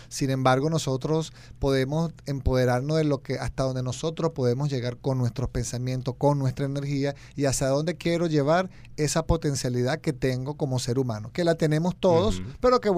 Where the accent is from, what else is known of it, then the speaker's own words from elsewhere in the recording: Venezuela; Estas son las mías y me fue bien con esto, siendo venezolano